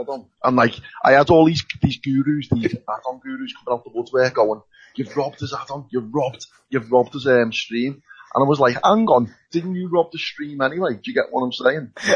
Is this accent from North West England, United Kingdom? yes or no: yes; Liverpool, North West England, United Kingdom; I know I'm from Liverpool myself